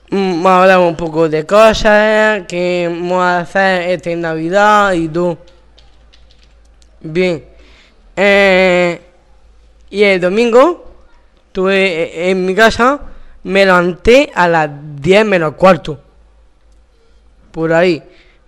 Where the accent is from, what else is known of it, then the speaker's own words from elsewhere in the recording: Murcia, Region of Murcia, Spain; soy de Murcia